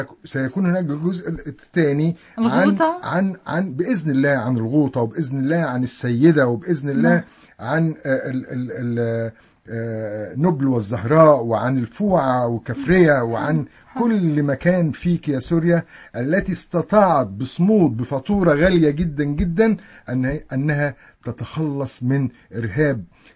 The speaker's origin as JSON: {"language": "Arabic", "country": "Egypt", "said": "أنا كنت بمشي في حلب وما بتعرف أن أنا مصري"}